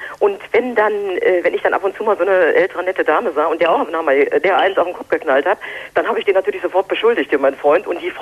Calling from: Düsseldorf, North Rhine-Westphalia, Germany; ich komme aus Düsseldorf

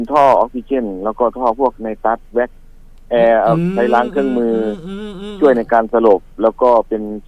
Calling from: Khlong Toei, Bangkok, Thailand; คลองเตยครับพี่

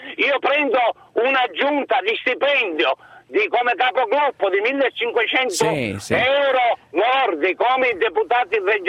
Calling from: Palermo, Sicily, Italy; io chiamo da Palermo, quindi sono siciliano come Cracolici

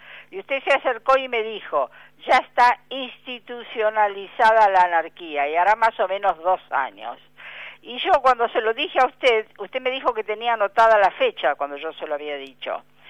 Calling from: Buenos Aires, Argentina; de San Telmo.

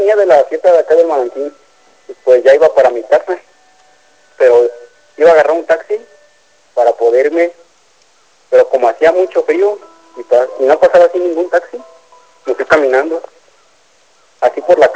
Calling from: Mexico; Soy de acá de Infonavila Luz.

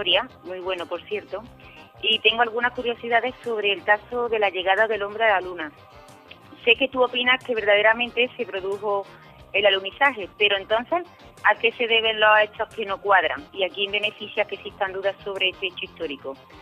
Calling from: Córdoba, Andalusia, Spain; de Córdoba y tengo una pregunta

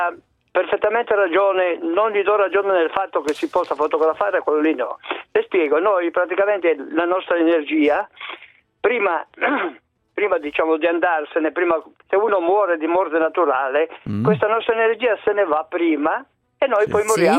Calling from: Sanremo, Liguria, Italy; Ma non sono da Imola, sto telefonando da Sanremo.

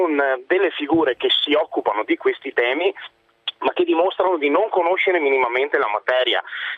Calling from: Verona, Veneto, Italy; io appunto chiamo da Verona, sono di ACTA, quindi l'Associazione dei Consulenti del Terziario Avanzato

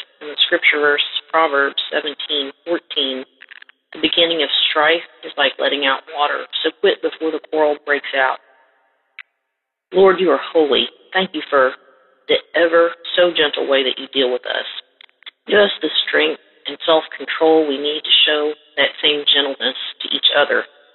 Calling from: Kentucky, United States; from Kentucky

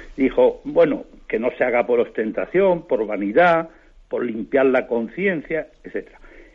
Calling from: Tres Cantos, Community of Madrid, Spain; de Tres Cantos

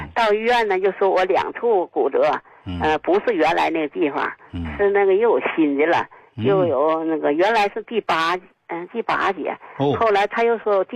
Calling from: Shenyang, Liaoning, China; 我是沈阳的。我今年88岁了。

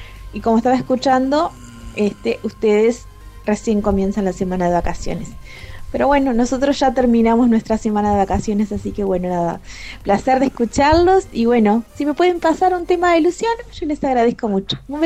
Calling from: Montevideo, Uruguay; yo soy de Montevideo.

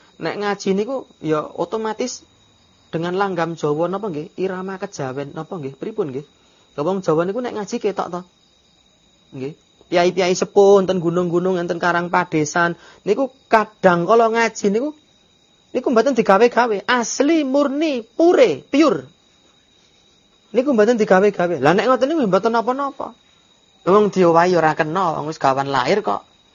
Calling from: Klaten, Central Java, Indonesia; Kula pamiyarsa saking Klaten badhe tanglet pripun hukumipun maem sedaya dedaharan

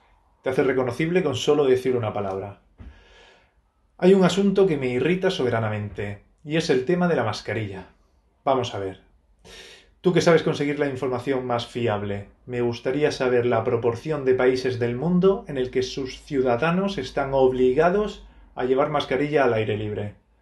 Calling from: Torrevieja, Valencian Community, Spain; de Torrevieja.

